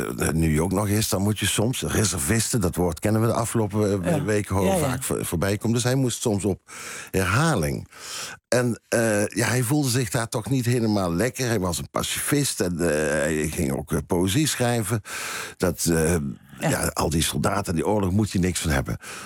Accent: North Brabant, Netherlands; also born or lived in Tilburg; ik kom niet uit Tilburg. Ik kom wel uit Brabant.

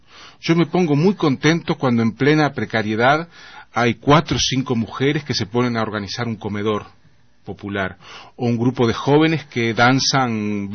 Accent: Uruguay; como sucede en Uruguay, en mi país.

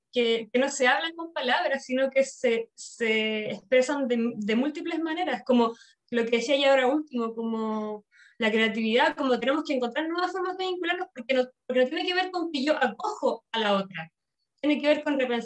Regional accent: Chile; now in Madrid, Spain; Porque llegué a Madrid, yo soy chilena, llegué a Madrid

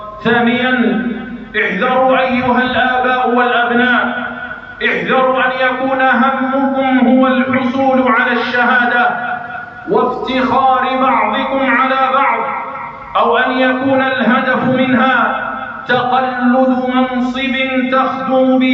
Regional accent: Algeria; وضد بلدنا الجزائر خصوصاً

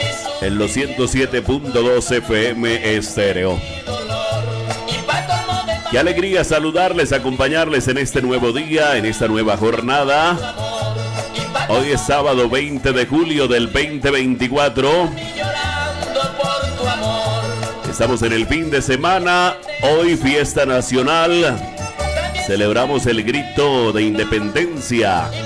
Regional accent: Colombia; Como buenos colombianos, como buenos ciudadanos, los invitamos a izar la bandera de nuestro país

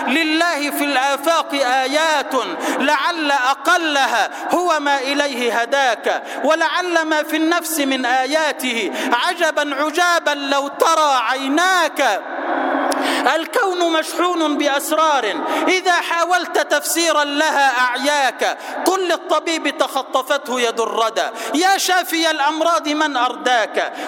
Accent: Egypt; اللهم اجعل بلدنا مصر سلما سلاما، أمنا أمانا، سخاء رخاء

